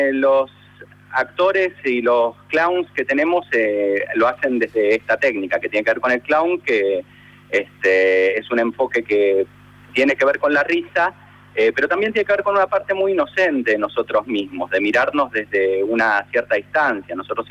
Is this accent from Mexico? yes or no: no; Argentina; que es lo que nos da entidad a nosotros como argentinos